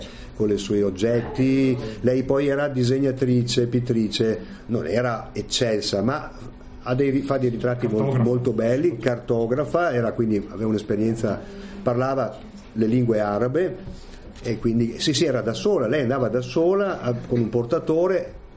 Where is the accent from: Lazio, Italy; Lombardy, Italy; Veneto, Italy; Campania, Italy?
Veneto, Italy; Padua; now in Lusiana, Italy; io sono padovano, però sono andato a abitare sull'altopiano da 5 anni, vivo a Lusiana.